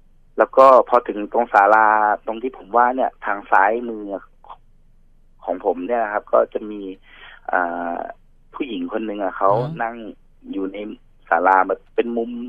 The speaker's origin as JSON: {"language": "Thai", "region": "Chumphon", "country": "Thailand", "said": "ปกติผมอยู่ชุมพรแล้วผมก็ขึ้นมาเที่ยวกรุงเทพช่วงปีใหม่เนี่ยครับ"}